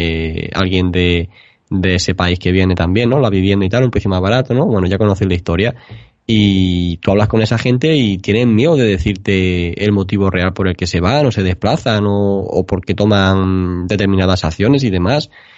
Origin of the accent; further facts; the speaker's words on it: Spain; nosotros mismos, que somos españoles